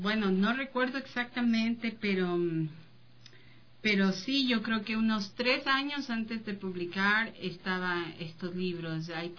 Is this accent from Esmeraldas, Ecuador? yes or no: no; Quito, Pichincha, Ecuador; yo pienso que como quiteños y equinocciales, volver al tema de los equilibrios en todo es básico